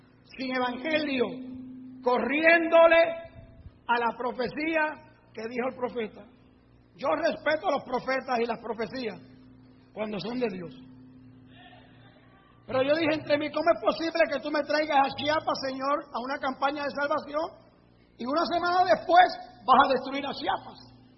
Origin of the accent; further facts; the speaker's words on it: Puerto Rico; now in United States; Mire, yo soy puertorriqueño.